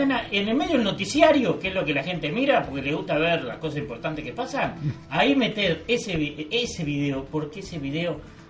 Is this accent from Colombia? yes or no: no; Uruguay; Porque somos uruguayos.